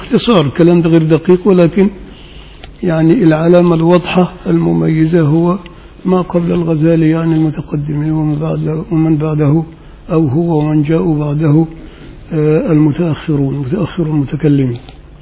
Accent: Upper Egypt, Egypt; يعني حتى عندنا في الريف في الصعيد يعني لا يذبح كل واحد

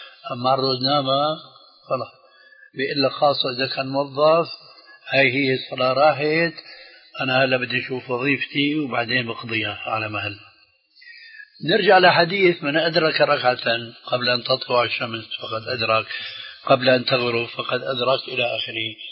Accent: Syria; كما يقولون عندنا في الشام

